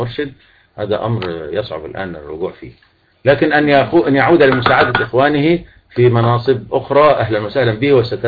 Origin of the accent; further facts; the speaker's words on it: El Mahalla El Kubra, Gharbia, Egypt; born there; also born or lived in Zagazig / Beni Suef / Yemen; انا مسلم مصري اتولدت في المحلة واحب كل اهل مصر وكل وعشت في الزقازيق وعشت في بني سويف وعشت في اليمن